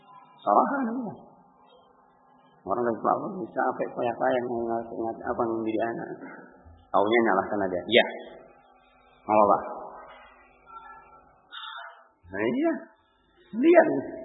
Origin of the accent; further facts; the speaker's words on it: Sumatra, Indonesia; Kami orang Sumatera dulu dapat kayak gitu.